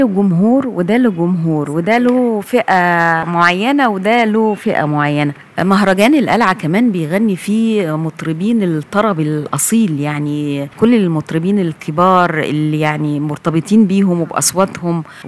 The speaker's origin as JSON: {"language": "Arabic", "country": "Egypt", "said": "يعني احنا نفخر اننا مصريين"}